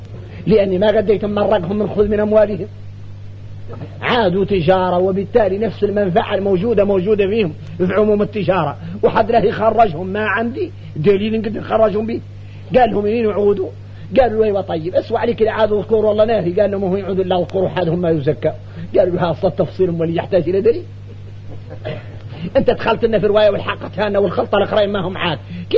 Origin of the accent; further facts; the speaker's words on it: Mauritania; وراه الشايع عندنا احنا موريتاني